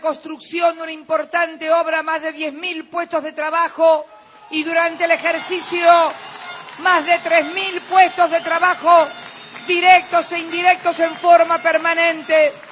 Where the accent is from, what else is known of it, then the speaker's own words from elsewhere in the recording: Argentina; Me llenó de un orgullo como Argentina